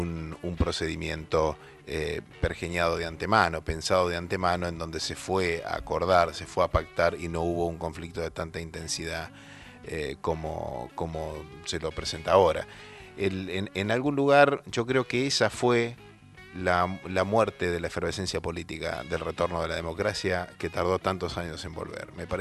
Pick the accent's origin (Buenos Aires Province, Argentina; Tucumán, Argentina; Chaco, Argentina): Buenos Aires Province, Argentina; Lincoln; había venido desde mi pueblo, desde Lincoln, me había tomado el tren del mediodía